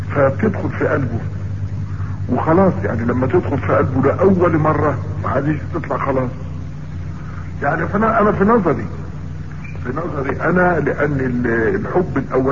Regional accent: Mit Rizaz, Gharbia, Egypt; من ميت رزاز، بلد اسمها ميت رزاز،

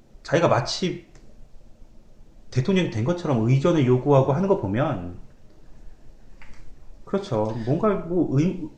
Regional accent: South Korea; 저도 한국인이라서

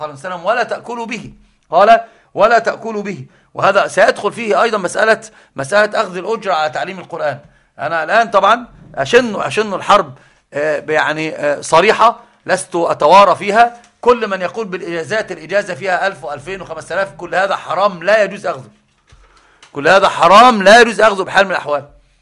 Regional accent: Egypt; طبعا عندنا في مصر البلاء العظيم

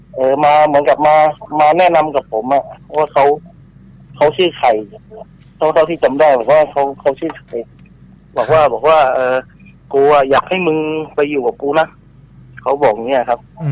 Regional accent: Southern Thailand, Thailand; ผมก็ต้องเท้าความก่อนนะครับว่าผมเป็นคนใต้ครับ

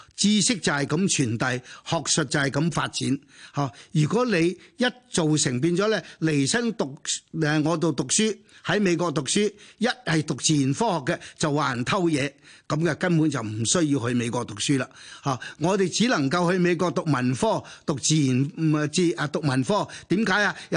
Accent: China; 所以我哋中國人無論你食肉，亦或係我哋食豆腐，都需要大量呢啲咁嘅蛋白質。

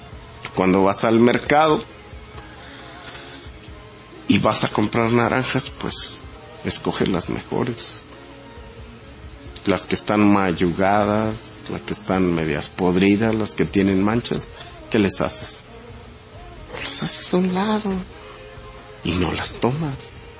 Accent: Mexico; Como mexicano, quiero a mi patria. Y como judío, sé lo que es poder tener una patria.

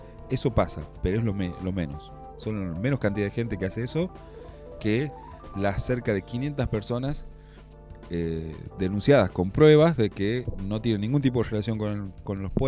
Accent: Villa Castelli, La Rioja, Argentina; yo soy de Villa Castelli y me llevan a votar a Castro Barros.

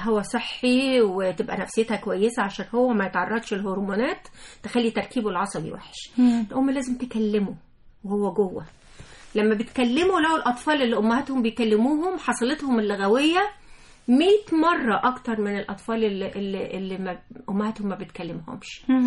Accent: Egypt; معدلات القيصرية الهلامية اللي عندنا في مصر

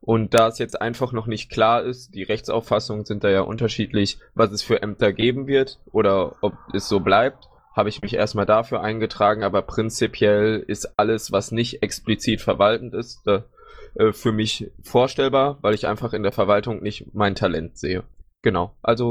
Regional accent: Baden-Württemberg, Germany; Ich bin jetzt 24 Jahre alt und wie gesagt, schon, ich komme aus Baden-Württemberg. Genauer gesagt wohne ich in Heidelberg

